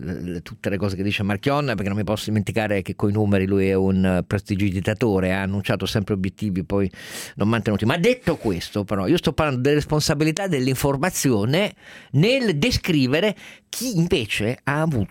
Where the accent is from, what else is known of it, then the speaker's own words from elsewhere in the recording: Turin, Piedmont, Italy; vengo da Mirafiori